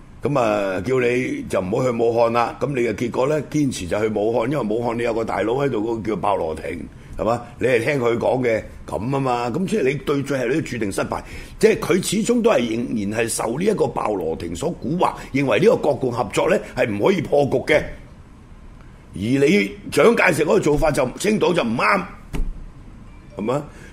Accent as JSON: {"language": "Cantonese", "region": "Guangdong", "country": "China", "said": "又系我哋广东人啊，即系从情感上啊"}